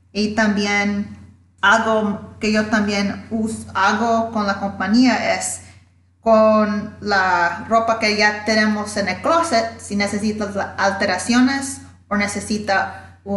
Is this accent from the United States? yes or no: yes; Louisiana, United States; born there; now in New York, United States; Bueno, mi mamá es de Honduras y mi papá es de Panamá. Y nací en Louisiana, pero ahora estoy aquí en Nueva York.